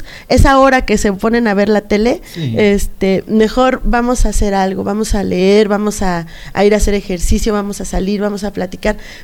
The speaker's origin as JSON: {"language": "Spanish", "town": "Ozumba", "region": "State of Mexico", "country": "Mexico", "tie": "born or raised there", "lives_now": "Amecameca, Mexico", "said": "Vivo aquí en Amecameca, pero no soy originaria de Amecameca, soy originaria de Ozumba."}